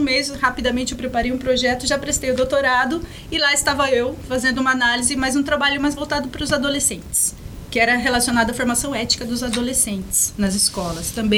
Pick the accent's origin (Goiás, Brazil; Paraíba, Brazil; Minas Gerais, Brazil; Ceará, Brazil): Minas Gerais, Brazil; born there; also born or lived in São Paulo; deixando toda a minha família e amigos no estado de São Paulo e Minas, porque, né, eu nasci em Minas, parte da minha família está lá, mas em São Paulo, então deixei mais uma parte da família e quase todos os meus amigos. Então eu vim para cá em 2007